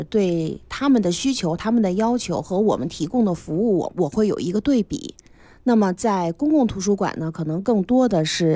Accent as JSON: {"language": "Chinese", "town": "Mentougou", "region": "Beijing", "country": "China", "tie": "born or raised there", "said": "我呢是出生和长大在门头沟，所以我们对京西呢就是有一种感情，特殊的感情。"}